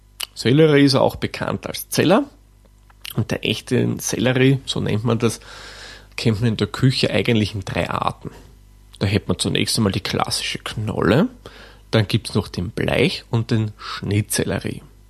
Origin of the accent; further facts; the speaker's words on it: Austria; Und bei uns in Österreich, wie gesagt, der Schopf.